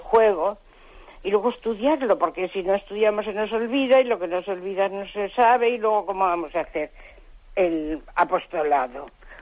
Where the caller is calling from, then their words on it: Cantabria, Spain; de Cantabria.